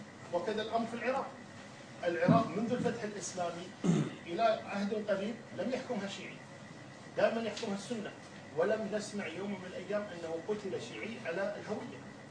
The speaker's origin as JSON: {"language": "Arabic", "country": "Kuwait", "said": "وما في اي مشكله كان عندنا في الكويت."}